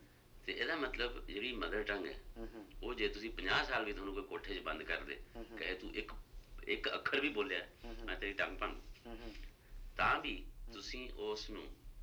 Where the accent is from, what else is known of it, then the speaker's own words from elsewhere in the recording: Punjab, India; moved away as an adult; also born or lived in Delhi / Pune; now in Mumbai, India; ਮੈਂ 70 'ਚ ਪੰਜਾਬ ਤੋਂ ਆ ਗਿਆ, ਦਿੱਲੀ ਰਿਹਾ ਨੈਸ਼ਨਲ ਸਕੂਲ ਡਰਾਮਾ, ਉੱਥੇ ਕਲਾਸ 'ਚ ਅੰਗਰੇਜ਼ੀ ਹਿੰਦੀ, ਫਿਰ ਪੂਨਾ ਚਲਿਆ ਗਿਆ ਉੱਥੇ ਵੀ ਅੰਗਰੇਜ਼ੀ ਹਿੰਦੀ, ਫਿਰ ਬੰਬੇ ਰਹਿੰਦਾ ਸੀ